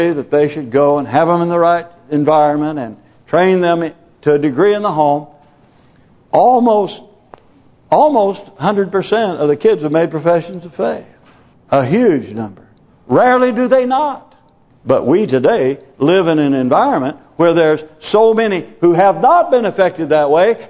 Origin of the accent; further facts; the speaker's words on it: United States; You know, I'm glad that I grew up in America where I saw the fruit of godly living.